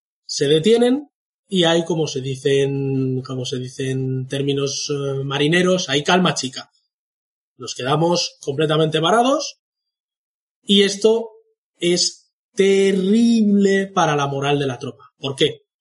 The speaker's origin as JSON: {"language": "Spanish", "country": "Spain", "said": "Al menos creo que es nuestro deber como españoles."}